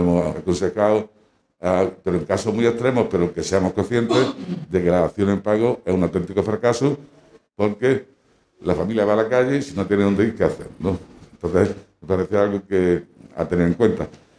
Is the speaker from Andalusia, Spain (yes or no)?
yes; Granada, Andalusia, Spain; Buenas tardes, yo soy de Granada y quería pues aprovechar este encuentro